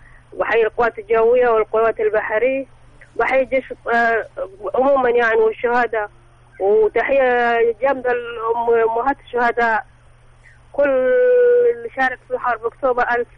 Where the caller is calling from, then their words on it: Sohag Governorate, Egypt; من البرية نفساجة